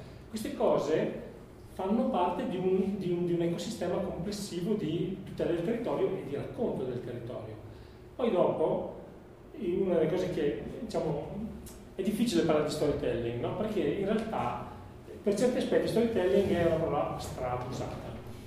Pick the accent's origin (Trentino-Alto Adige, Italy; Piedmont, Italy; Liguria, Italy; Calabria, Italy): Trentino-Alto Adige, Italy; Trento; io sono di Trento, io sono andato a vedere il castello del Buon Consiglio alle elementari